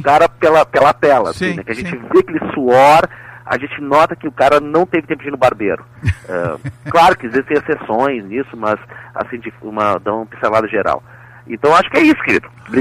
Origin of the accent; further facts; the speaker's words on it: Piauí, Brazil; accent: gaúcho; eu na verdade sou piauiense e então, quer dizer, eu conheço um pouco de Pernambuco